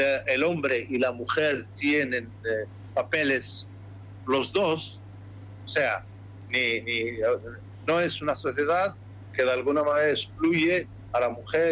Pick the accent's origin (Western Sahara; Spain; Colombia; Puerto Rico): Western Sahara; Porque hay un pueblo originario, que somos los saharauis.